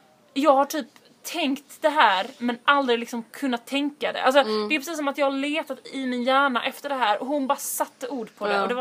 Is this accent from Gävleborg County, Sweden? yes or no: no; Limhamn, Skåne, Sweden; jag växte upp i Limhamn. Gick på, vad heter det, Linnéskolan.